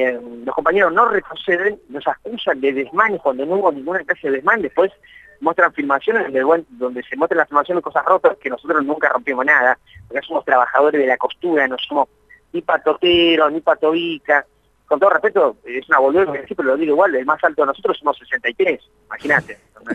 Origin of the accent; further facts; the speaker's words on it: Argentina; Yo soy argentino, ¿no?